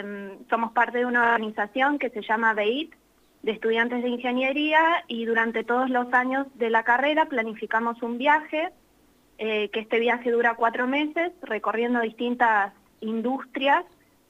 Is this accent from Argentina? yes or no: yes; Santa Rosa, La Pampa, Argentina; moved away as an adult; now in Córdoba, Argentina; En este momento estoy en Córdoba. Yo hace 7 años me vine a estudiar acá y bueno, ya me quedé viviendo acá, pero soy de Santa Rosa.